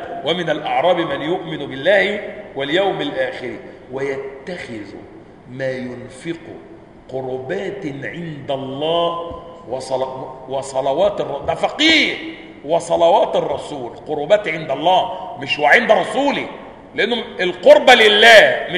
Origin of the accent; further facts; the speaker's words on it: Upper Egypt, Egypt; اصل انا صعيدي على فكره عشان بس ما تفتكروش العمليه، انا صعيدي الصعيدي، ها واخدين بالكم؟ والدماغ دماغ صعيدي